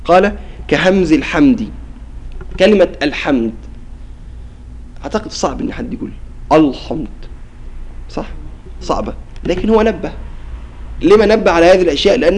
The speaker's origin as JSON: {"language": "Arabic", "region": "Qena Governorate", "country": "Egypt", "said": "عندنا في الجنوب في محافظة قنا لما ينطقوا بحرف الطاء ينطقوا به بطريقة عجيبة"}